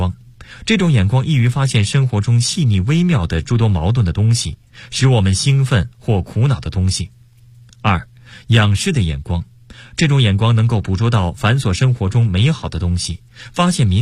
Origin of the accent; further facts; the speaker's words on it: Northeast China, China; born there; 这和我出生于东北有很大关系